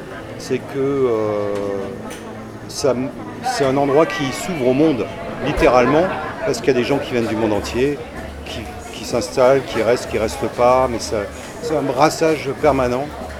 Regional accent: Saint-Étienne, Auvergne-Rhône-Alpes, France; born there; Je suis né à Saint-Étienne, c'est une ville centrale de la France.

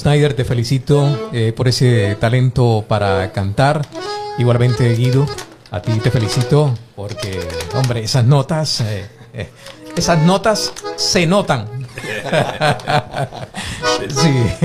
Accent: Colombia; nosotros provenimos de una región de Colombia donde cometemos el error más extendido del español, ¿no? Que hay veces no darle fuerza a la S o la R

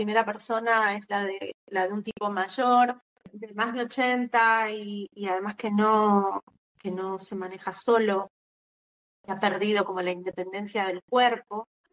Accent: Argentina; es como un elemento inevitable siendo escritora argentina, tener incorporada la precariedad laboral.

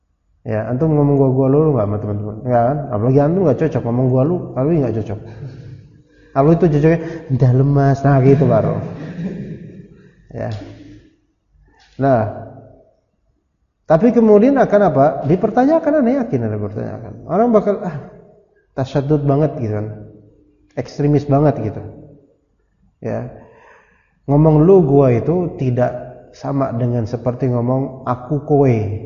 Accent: Jakarta, Indonesia; Ana bilang ana orang Jakarta. Keluarga Betawi ana besar. Kita orang Jakarta.

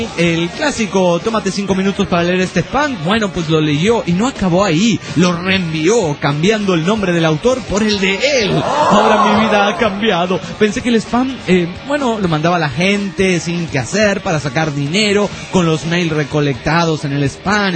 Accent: Toluca, State of Mexico, Mexico; soy de Toluca, México

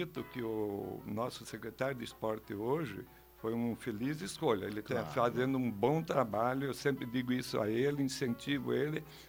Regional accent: Tamanduá, Paraná, Brazil; born there; eu nasci ali no Tamanduá em 1944, hoje estou com 71 anos, falta poucos meses para 72

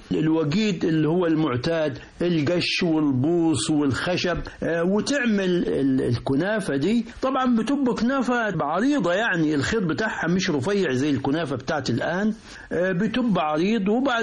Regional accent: Upper Egypt, Egypt; الكعك والكعك اللي بنعملوه عندنا في الصعيد مختلف عن الكعك اللي بيتعمل في المدن،

